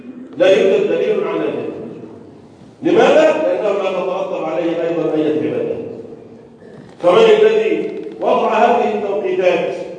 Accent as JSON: {"language": "Arabic", "country": "Egypt"}